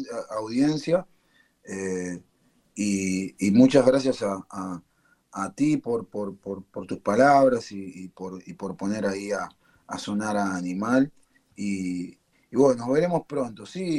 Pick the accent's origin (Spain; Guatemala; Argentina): Argentina; born there; de la generación anterior a mis abuelos, que vienen de ahí, ¿viste? Que vienen de ahí. Por supuesto, nací en Argentina, pero soy hijo de eso